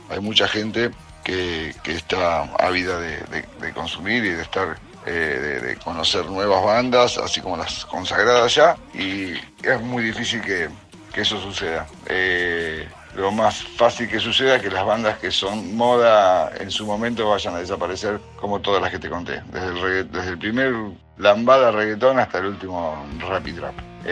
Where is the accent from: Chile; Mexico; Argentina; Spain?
Argentina; San Nicolás, Buenos Aires Province; Yo soy de acá, de San Nicolás, de la zona muy cerca de Rosario.